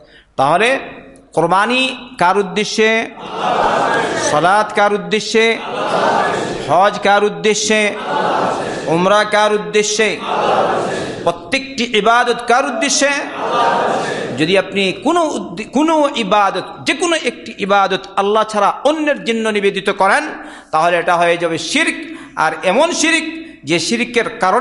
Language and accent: Bangla; Sylhet Division, Bangladesh; কারণ আমি সিলেটের মানুষ তো আমি বুঝি না বেশি।